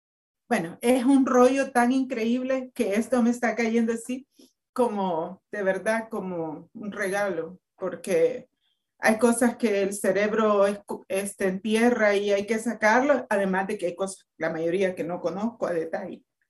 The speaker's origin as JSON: {"language": "Spanish", "country": "El Salvador", "said": "en El Salvador, que yo soy salvadoreña y ahorita estamos en una vorágine que nos está moviendo el piso"}